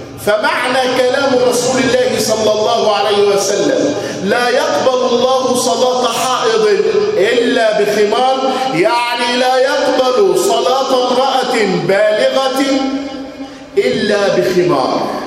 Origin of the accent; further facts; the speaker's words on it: Egypt; ذاك الخمار المعهود في بلادنا مصر